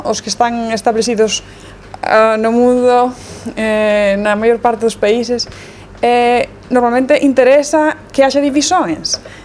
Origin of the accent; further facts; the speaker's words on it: Spain; Portuguese is a second language; Não é de Angola, eu venho da Espanha